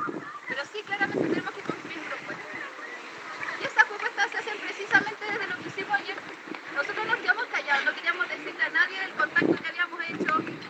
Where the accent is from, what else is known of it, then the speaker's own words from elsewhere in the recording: Chile; yo igual soy chilena, como pueblo chileno